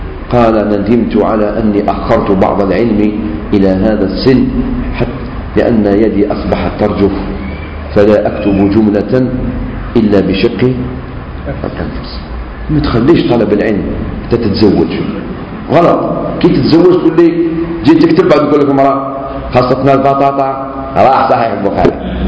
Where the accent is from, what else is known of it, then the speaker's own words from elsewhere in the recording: Algeria; انتم منين؟ احنا من الجزائر.